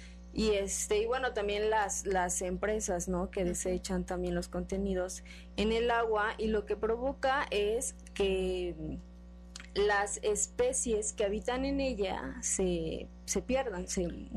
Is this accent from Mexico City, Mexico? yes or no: no; Veracruz, Mexico; yo soy de Veracruz, aprovechando que tenemos, por ejemplo, el mar